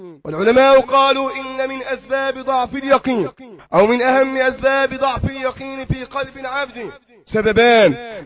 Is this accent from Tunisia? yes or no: no; Egypt; في مرحلة متقدمة في بلدنا مصر وفي بعض البلاد العربية